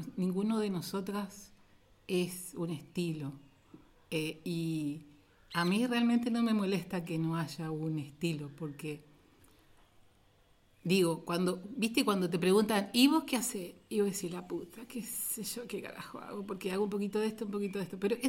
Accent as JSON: {"language": "Spanish", "town": "Paraná", "region": "Entre Ríos", "country": "Argentina", "said": "somos de Paraná"}